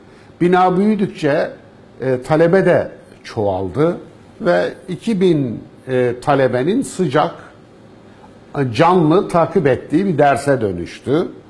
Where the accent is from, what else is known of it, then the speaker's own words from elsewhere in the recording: Kayseri, Turkey; born there; Kayseri'de doğdum. Türkiye'nin, Anadolu'nun ortasında, göbeğinde bir vilayet. Köklerim ta yüzyıllardan beri orada yaşamışlar.